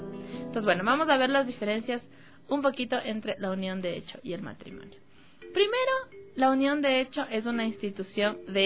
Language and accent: Spanish; Ecuador; nosotros como ciudadanos ecuatorianos vivimos en una sociedad muy machista, muy patriarcal, muy heteronormada